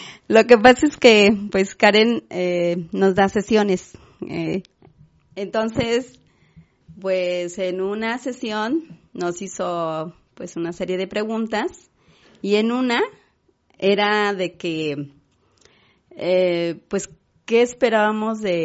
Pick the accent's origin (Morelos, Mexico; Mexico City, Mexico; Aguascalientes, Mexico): Morelos, Mexico; Coatetelco; porque pues nunca salimos de Coatetelco. Estamos ahí con nuestros hijos, nuestros esposos